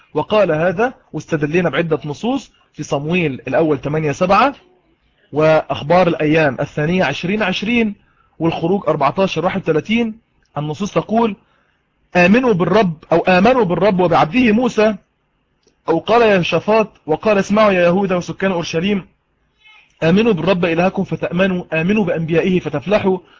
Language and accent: Arabic; Egypt; أنا مصري وهو مصري